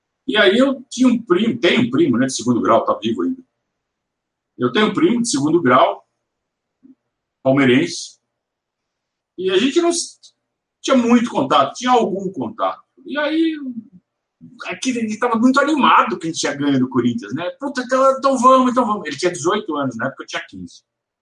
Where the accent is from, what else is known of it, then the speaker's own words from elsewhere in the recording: Sorocaba, São Paulo, Brazil; Vocês devem saber que eu sou de Sorocaba. Nasci e cresci em Sorocaba.